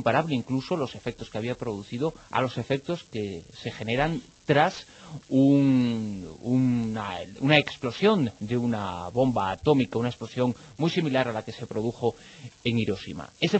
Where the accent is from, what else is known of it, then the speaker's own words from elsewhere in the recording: Galicia, Spain; Y como gallego, soy de los que apoyo tanto al Deportivo como al Celta.